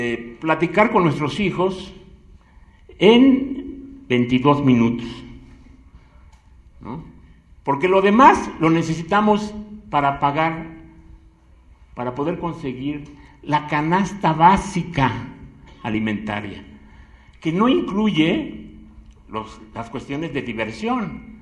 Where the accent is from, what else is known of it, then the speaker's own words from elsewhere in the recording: Mexico City, Mexico; Pero bueno, yo allí crecí, en la Guerrero.